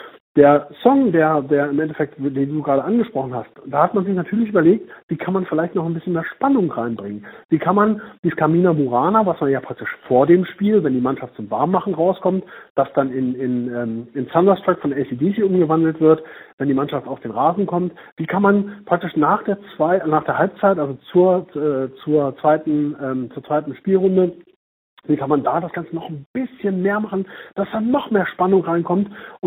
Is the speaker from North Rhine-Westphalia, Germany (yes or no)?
no; Braunschweig, Lower Saxony, Germany; born there; Also ich komme ja nun gebürtig aus Braunschweig